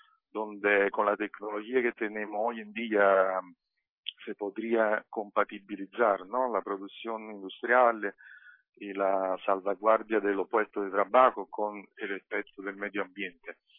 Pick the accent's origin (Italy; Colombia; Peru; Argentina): Italy; Spanish is a second language; Mira, la gente, yo veo en mi país, por lo que escucho, por lo que sigo, hablando con, obviamente, con familiares, amigos, compañeros, yo creo que hay un periodo de grande desorientación en Italia.